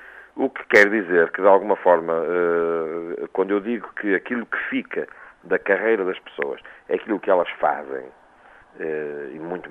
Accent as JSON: {"language": "Portuguese", "region": "Viseu", "country": "Portugal", "said": "aliás, onde eu sou oriundo, porque eu sou oriundo da Beira Alta"}